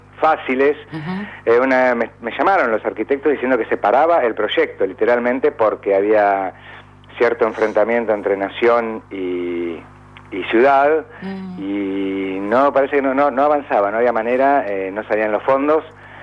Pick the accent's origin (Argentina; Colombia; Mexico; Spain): Argentina; en una ciudad moderna, nuestra capital, de como argentinos